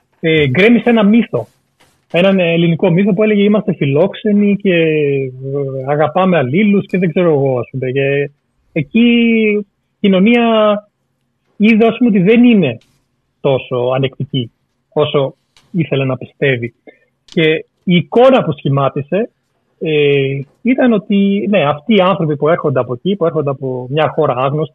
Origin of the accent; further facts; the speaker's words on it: Greece; Γιατί μεγάλωσα, ας πούμε, στην Ελλάδα με ένα ξενικό όνομα